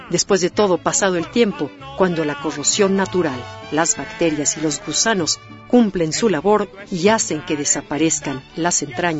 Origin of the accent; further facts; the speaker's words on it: Mexico; es parte sin duda de una estrategia para amar nuestro país, para identificarnos como mexicanos y sentirnos orgullosos de nuestras tradiciones.